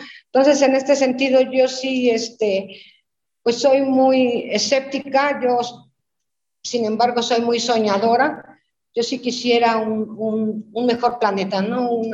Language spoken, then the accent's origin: Spanish; Veracruz, Mexico; now in Mexico City, Mexico; Aquí había unos compañeros de mi pueblo, de Veracruz, que decían, tú qué hablas si tú estás en la ciudad más grande del mundo